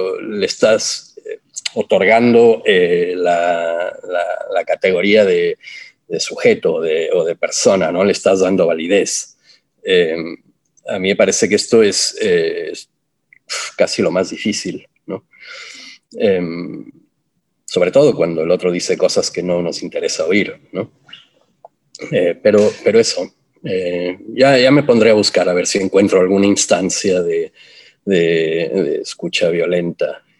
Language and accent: Spanish; Ciudad Juárez, Chihuahua, Mexico; yo crecí en Ciudad Juárez, entonces yo tengo como la violencia muy interiorizada